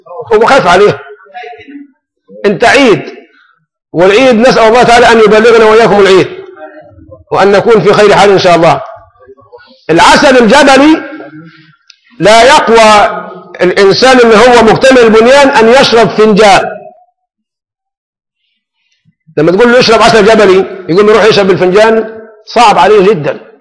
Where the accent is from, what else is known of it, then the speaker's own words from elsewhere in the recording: Egypt; احنا هنا كمصريين يعني بنحب اللون شوي